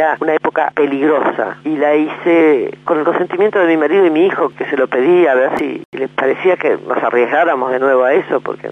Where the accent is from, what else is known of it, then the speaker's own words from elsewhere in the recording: Argentina; nuestra historia y nuestra vida como argentinos